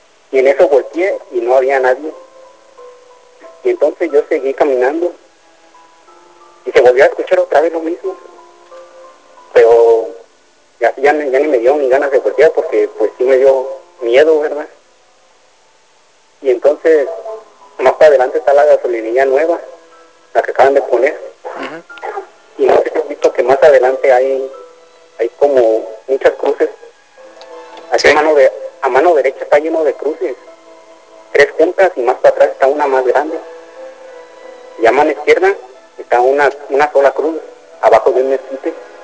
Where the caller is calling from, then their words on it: Mexico; Soy de acá de Infonavila Luz.